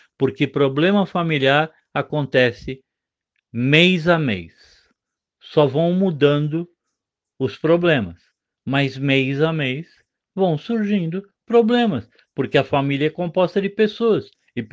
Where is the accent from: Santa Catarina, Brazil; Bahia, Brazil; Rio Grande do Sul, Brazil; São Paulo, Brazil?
São Paulo, Brazil; Agora eu falo lá com a minha terra amada, né, com o estado de São Paulo.